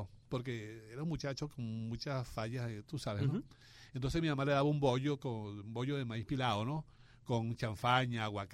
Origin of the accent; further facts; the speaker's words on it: Upata, Bolívar, Venezuela; un muchacho que vivía por la calle donde yo nací cuando yo estaba pequeño